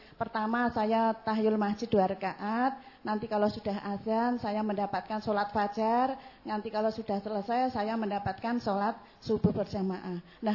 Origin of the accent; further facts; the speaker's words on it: Gombong, Central Java, Indonesia; Saya asal dari Gombong, Ustaz.